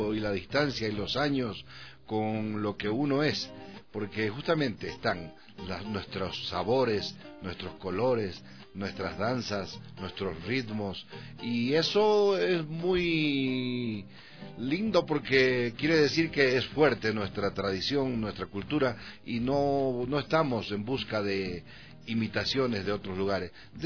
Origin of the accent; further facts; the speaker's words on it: Chaco, Bolivia; yo soy del Chaco